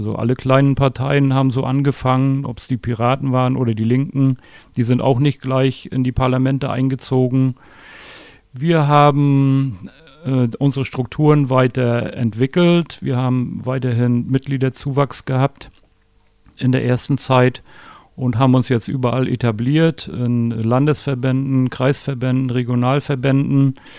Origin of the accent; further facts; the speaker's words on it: Stralsund, Mecklenburg-Vorpommern, Germany; Ich bin in Stralsund geboren und lebe auch seitdem dort